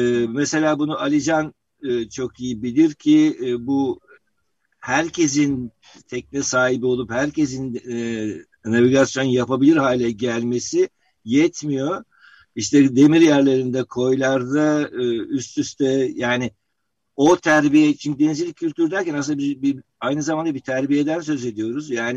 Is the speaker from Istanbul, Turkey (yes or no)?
yes; Istanbul, Turkey; Evet, ben Bebek'te büyüdüm. Boğazı defalarca yüzerek geçtim